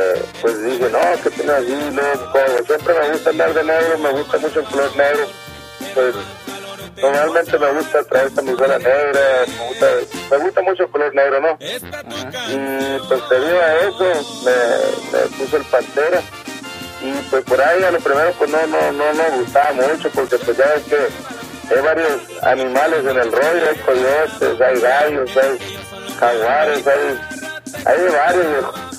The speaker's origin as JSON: {"language": "Spanish", "region": "Sonora", "country": "Mexico", "tie": "born there", "said": "nace precisamente ahí en el pueblo de Ofreta, Sonora."}